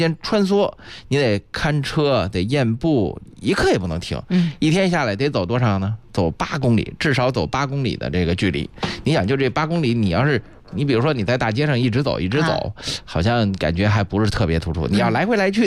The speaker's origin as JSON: {"language": "Chinese", "region": "Beijing", "country": "China", "said": "在咱们北京人的生活当中呢"}